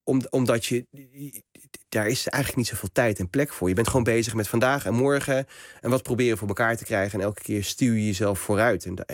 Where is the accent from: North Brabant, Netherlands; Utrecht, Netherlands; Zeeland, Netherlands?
Utrecht, Netherlands; Nieuwegein; born there; En uiteindelijk is het hele gezin in Nieuwegein komen wonen. En ik ben geboren in Nieuwegein. Dus ik ben van later, toen het hele gezin hier al woonde. Mijn vader dus vanuit het noorden van Marokko. Mijn moeder voegde zich bij hem, analfabeten.